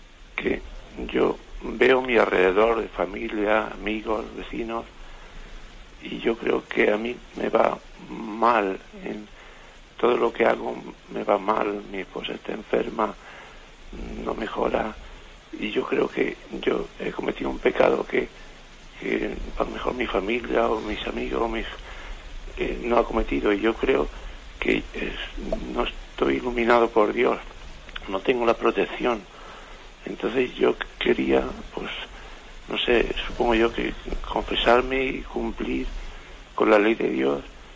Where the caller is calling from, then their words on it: Alicante, Valencian Community, Spain; de Alicante.